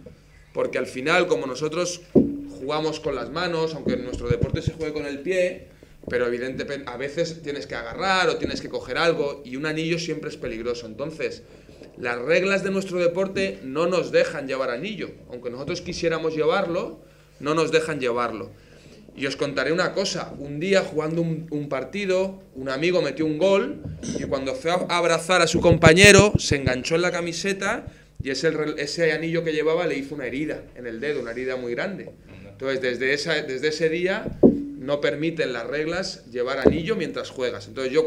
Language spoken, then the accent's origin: Spanish; Valencia, Valencian Community, Spain; now in Murcia, Spain; Yo, como os decía antes, soy de Valencia, entonces lo que más me gusta es la paella, el arroz. Y desde que he venido a Murcia